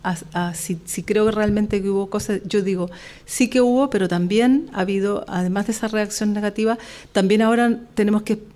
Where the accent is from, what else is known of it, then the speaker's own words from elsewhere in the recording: Chile; Yo como chilena siempre lo dije